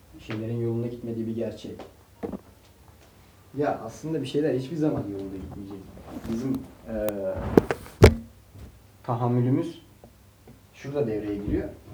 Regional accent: Ankara, Turkey; Ankaralı psikolojisini biliyorum. Ben de bir Ankaralıyım.

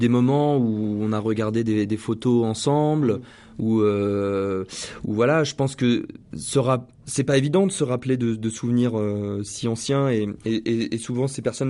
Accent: Bellegarde, France; moi, je suis d'origine de Bellegarde. J'y habite plus aujourd'hui, hein, mais voilà, mes parents habitent la région. J'y ai grandi, j'y connais beaucoup de monde.

